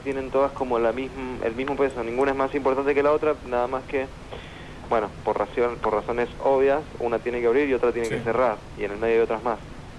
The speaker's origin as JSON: {"language": "Spanish", "region": "Mendoza", "country": "Argentina", "moved": "yes", "lives_now": "Buenos Aires, Argentina", "said": "Claro, somos de Mendoza y estamos acá en Buenos Aires como desde hace 7 años"}